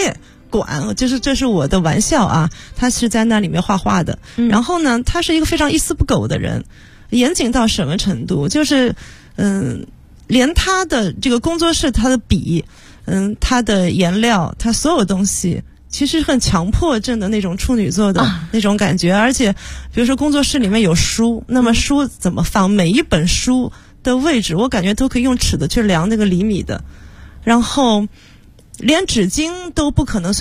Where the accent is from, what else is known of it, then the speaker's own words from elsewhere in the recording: Nanjing, Jiangsu, China; 如果说最大的缘分，可能我们都是南京人。